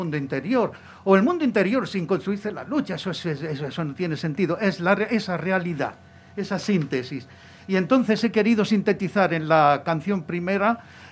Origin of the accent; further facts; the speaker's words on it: Granada, Andalusia, Spain; moved away as an adult; now in Madrid, Spain; yo me vine a Madrid en el año 68 para seguir mis estudios de ingeniería, porque allí no había escuela de ingenieros